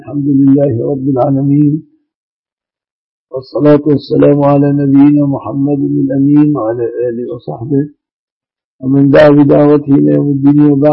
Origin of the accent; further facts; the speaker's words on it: Egypt; الذي هو أغلب الذهب المستعمل في بلادنا مصر.